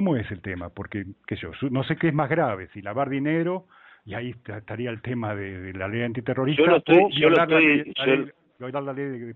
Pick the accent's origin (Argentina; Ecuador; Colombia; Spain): Argentina; Y yo con la Argentina, le soy sincero, tengo el cuádruple de miedo. Porque yo soy argentino